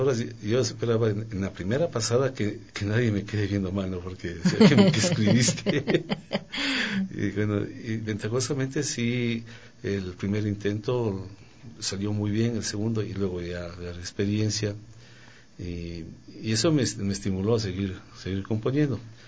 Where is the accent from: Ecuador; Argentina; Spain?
Ecuador; moved away as an adult; also born or lived in Europe; Pero dije, no, mi país es mi país y regreso acá.